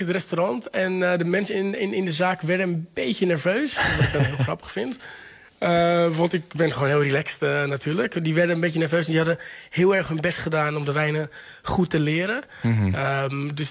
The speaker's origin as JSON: {"language": "Dutch", "town": "Texel", "region": "North Holland", "country": "Netherlands", "tie": "born or raised there", "also_born_or_lived": "Lisbon, Portugal", "said": "Ik ben wel opgegroeid. Nee, dat maakt niet uit. Ik ben wel opgegroeid op Texel."}